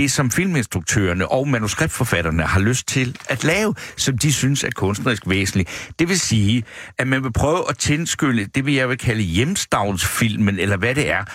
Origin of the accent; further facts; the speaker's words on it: Svendborg, Region of Southern Denmark, Denmark; Jeg kommer fra Svendborg, jeg kan kende hækken.